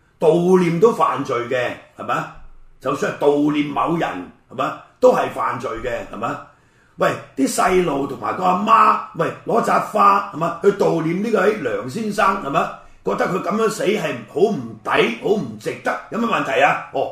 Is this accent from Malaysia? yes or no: no; Hong Kong; 然後佢為非作歹，去欺壓我哋香港人，係咪？